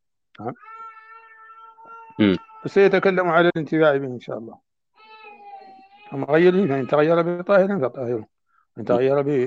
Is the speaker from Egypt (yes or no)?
no; Mauritania; وما زالت عندنا في موريتانيا تصنع من الجلود